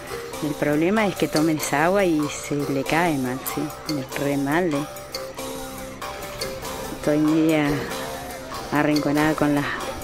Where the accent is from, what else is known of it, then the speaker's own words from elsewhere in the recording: Neuquén, Argentina; soy del Loft Campo Maripe y tengo mi puesto acá en la meseta. Nosotros le decimos Loft, que significa comunidad, y pertenecemos a la comunidad mapuche.